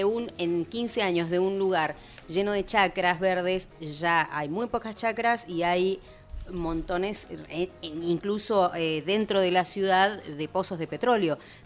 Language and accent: Spanish; Plotier, Neuquén, Argentina; hablando del sur, que de allí somos con Julia, un poquito más del sur, yo soy de Neuquén, de Plotier